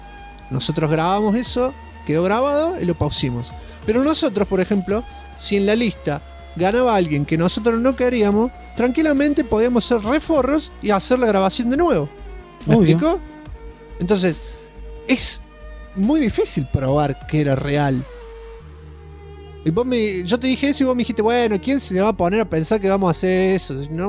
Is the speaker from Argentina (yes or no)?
yes; Argentina; Yo soy Argentina, me ha vuelto así, ¿eh? Yo no era así cuando era joven.